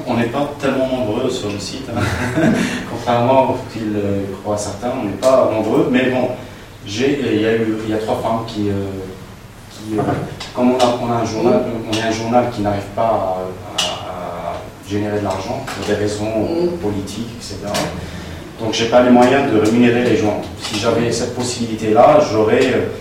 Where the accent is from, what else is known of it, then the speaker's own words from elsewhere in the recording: Oran, Oran Province, Algeria; moi je viens d'une ville de l'Ouest, la capitale de l'Ouest, c'était Oran.